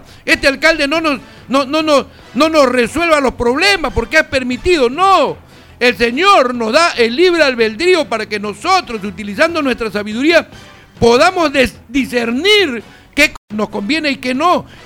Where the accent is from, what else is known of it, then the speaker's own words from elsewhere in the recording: Peru; En realidad somos los peruanos los que permitimos una vez más el ingreso de esta gente